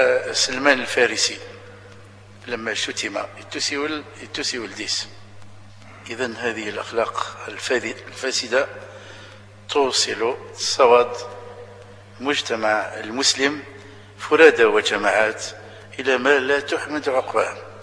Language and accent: Arabic; Algeria; اللي شالي معروفين عندنا في الجزائر